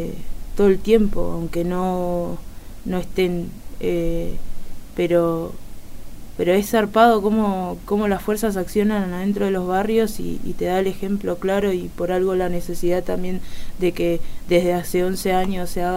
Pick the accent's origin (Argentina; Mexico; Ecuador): Argentina; Villa Soldati, Buenos Aires; Villa Soldati.